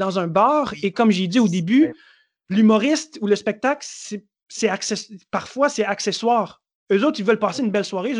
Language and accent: French; Montreal, Quebec, Canada; moi, je viens de Montréal. Montréal, c'est chez moi.